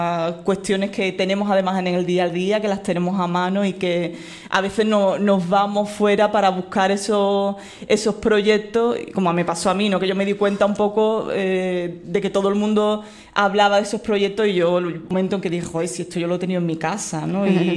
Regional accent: Cádiz, Andalusia, Spain; el sur es una... Yo vengo de Cádiz, o sea, más creativo que Cádiz, que es imposible.

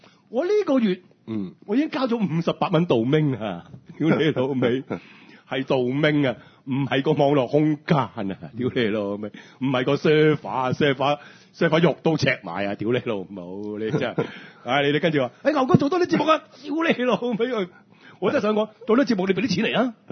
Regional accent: Hong Kong; 我都係香港人咯

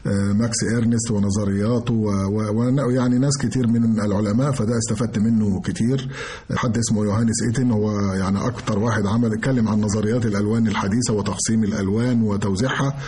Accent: Egypt; وإحنا كمصريين طبعا مهتمين جدا بالقضية

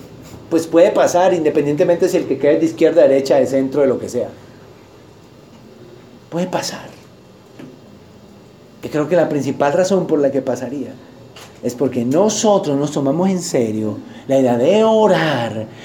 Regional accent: Colombia; Como colombianos, como cristianos, vamos a tomarnos de nuestras manos.

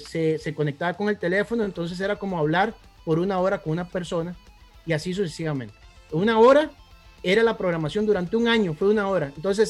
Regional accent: Guápiles, Limón, Costa Rica; born there; now in Alajuela, Costa Rica; yo nací en Guápiles, que pertenecemos más a San José, pero bueno, como que nos quieren expulsar de ahí. Pero toda una vida he estado viviendo en la liga

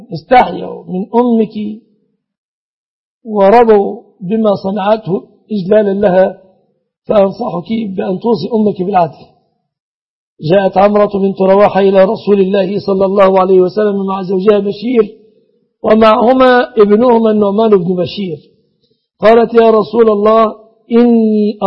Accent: Egypt; بلادنا مصر

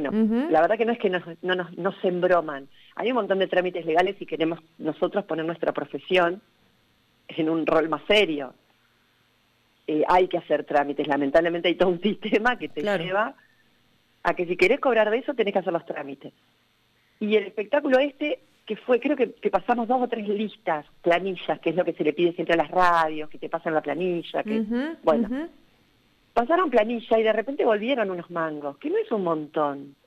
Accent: San Martín, Buenos Aires Province, Argentina; estamos entre medio del limbo entre que somos de San Martín y somos de la provincia

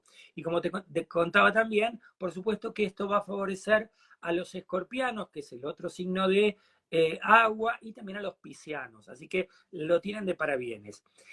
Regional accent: Argentina; Es como nosotros acá en la Argentina, viste que nosotros tenemos, sigo gastronómico hoy, viste que nosotros tenemos una comida que se llama dulce de leche.

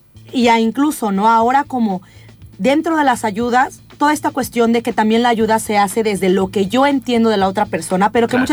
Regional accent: Oaxaca, Mexico; del lugar de donde yo soy, el estado de Oaxaca, es justo una de las zonas más devastadas.

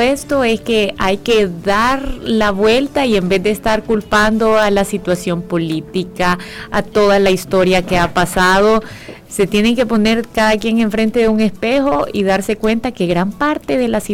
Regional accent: El Salvador; Al final somos salvadoreños y deberíamos

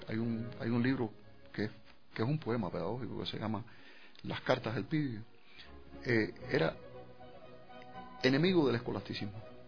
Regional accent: Cuba; Nosotros como cubanos, y realmente es uno de los grandes orgullos

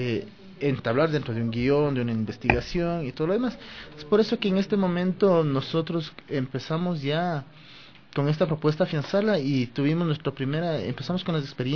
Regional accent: Quito, Pichincha, Ecuador; yo nací en el Panecillo, me crié ahí, mi familia vivía ahí, entonces yo digo, yo soy Kidwa, yo no soy Quito, yo soy Kidwa.

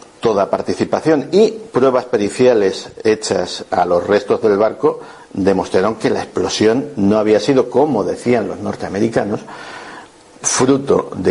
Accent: Spain; Esto que estáis viendo es una cosa que a nosotros como españoles nos atañe bastante

